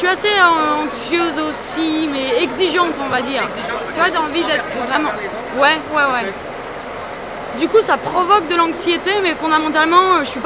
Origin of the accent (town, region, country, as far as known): Nancy, Grand Est, France; born or raised there